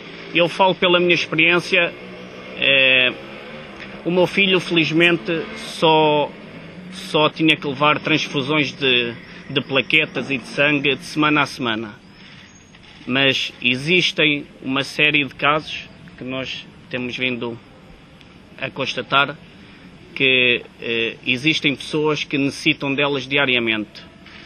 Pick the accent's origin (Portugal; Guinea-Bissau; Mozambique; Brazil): Portugal; Oliveira do Hospital, Coimbra; desde a minha terra natal. Muito obrigado, Sr. Presidente, porque para mim é um grande orgulho de esta associação de começar a dar os primeiros passos aqui em Oliveira do Hospital